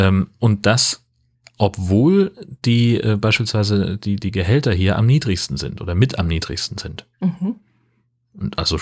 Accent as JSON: {"language": "German", "region": "Hesse", "country": "Germany", "tie": "born or raised there", "said": "also natürlich bin ich in Hessen aufgewachsen und habe da irgendwie einen Großteil meines Lebens verbracht"}